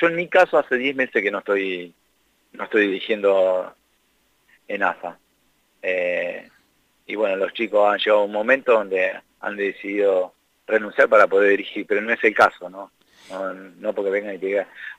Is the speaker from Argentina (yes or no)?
yes; La Pampa, Argentina; Somos 5 acá de La Pampa.